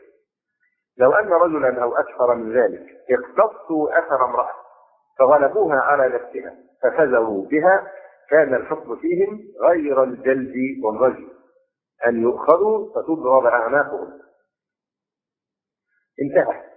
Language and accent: Arabic; Egypt; هذه القضيه بالذات هنا عندنا في مصر الان مشكله في غايه التعقيد